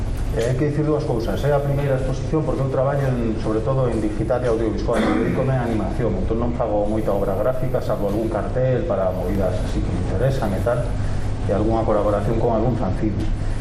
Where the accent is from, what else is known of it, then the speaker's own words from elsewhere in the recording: Vigo, Galicia, Spain; now in Madrid, Spain; Yo soy vigués, pero vivo en Madrid, fue muchos años, trabajo allí.